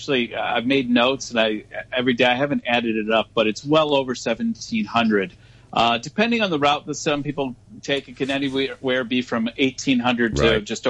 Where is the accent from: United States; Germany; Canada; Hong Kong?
Hong Kong; I'm American, but I'm actually from Hong Kong.